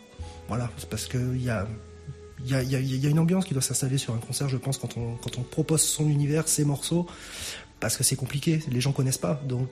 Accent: Bayonne, Nouvelle-Aquitaine, France; J'ai toujours été bien reçu chez nous, dans le Sud-Ouest, enfin sur Bayonne et sa région.

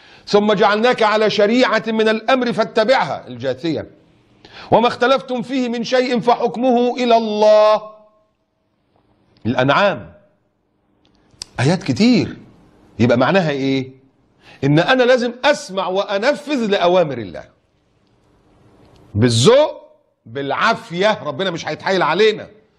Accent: Egypt; مؤتمر السكان اللي كان موجود عندنا في مصر

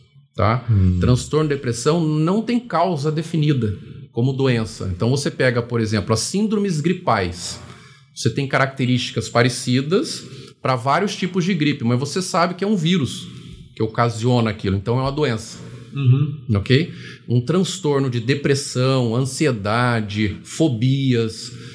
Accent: Recife, Pernambuco, Brazil; born there; now in São José dos Campos, Brazil; Não, eu sou nascido em Recife.

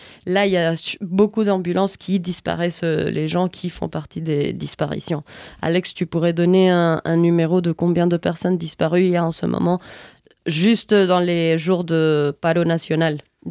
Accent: Cali, Valle del Cauca, Colombia; French is a second language; Je parle seulement de Cali parce que je viens de Cali

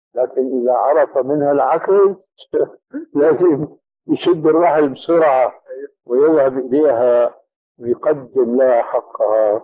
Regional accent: Syria; وأنا مالي كما يقولوا عندنا في الشام حشو الكب هيك

